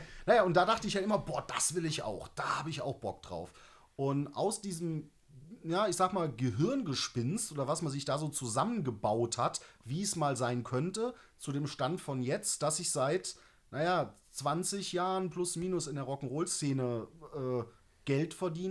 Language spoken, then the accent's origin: German; Mendig, Rhineland-Palatinate, Germany; für mich als Kind aus der Eifel, ich komme aus einem kleinen Ort am Rand vom Nürburgring, so, ich bin ein absolutes Dorfkind.